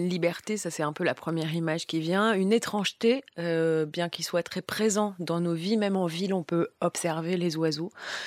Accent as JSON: {"language": "French", "town": "Marseille", "region": "Provence-Alpes-Côte d'Azur", "country": "France", "said": "Et je l'en remercie en tant que Marseillaise, ex-Marseillaise."}